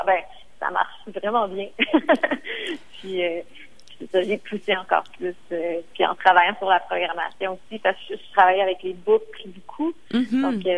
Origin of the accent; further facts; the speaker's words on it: Montreal, Quebec, Canada; Puis moi, je viens de Montréal. Puis, ironiquement, on est une île, mais on n'a pas l'impression qu'il y a de l'eau autour de nous.